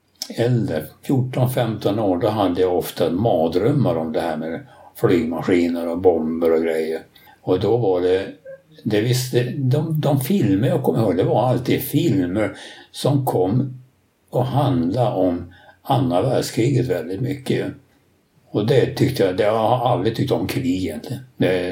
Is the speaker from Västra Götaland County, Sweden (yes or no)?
no; Landskrona, Skåne, Sweden; born there; Jag är född i Landskrona.